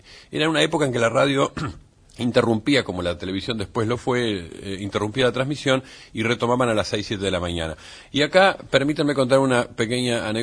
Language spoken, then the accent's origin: Spanish; Uruguay; moved away; cuando yo salí del Uruguay hace 30 años, 35 años, tenía 3 millones, ahora tiene 3 millones de habitantes